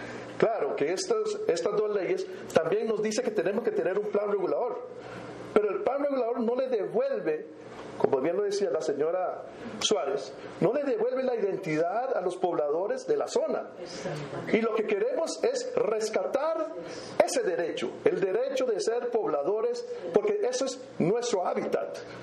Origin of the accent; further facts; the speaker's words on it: Costa Rica; como cualquier costarricense más de la meseta central